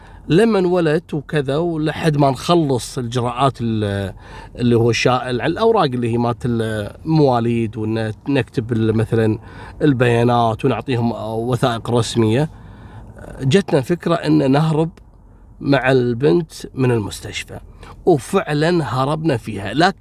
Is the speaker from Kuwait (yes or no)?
yes; Kuwait; يا جماعه بقول لكم شيء، عندنا في الكويت قانون